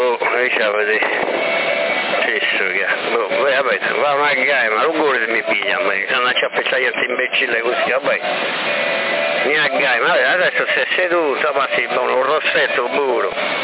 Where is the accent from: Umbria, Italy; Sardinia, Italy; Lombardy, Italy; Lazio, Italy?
Sardinia, Italy; Sorso; Io sono di Sorso, non sono di Sassari.